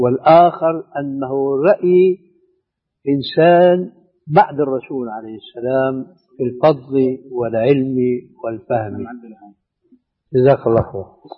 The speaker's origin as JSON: {"language": "Arabic", "country": "Syria", "said": "وأنا مالي كما يقولوا عندنا في الشام حشو الكب هيك"}